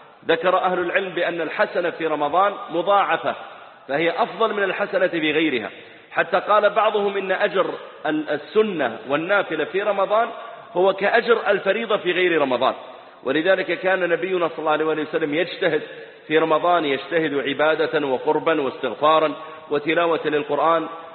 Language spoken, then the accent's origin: Arabic; Dammam, Eastern Province, Saudi Arabia; وقد عرفت الإخوة من البحرين قديما، فأنا نشأت في الدمام وولدت فيها